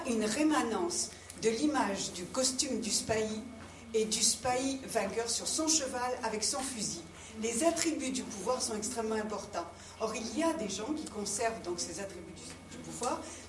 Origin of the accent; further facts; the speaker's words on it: Algeria; je viens d'Algérie. Vu mon âge, vous le voyez, j'ai vécu la période de colonisation. Évidemment, du côté des Européens, c'est-à-dire juifs, chrétiens et libres penseurs, plutôt que du côté arabo-berbère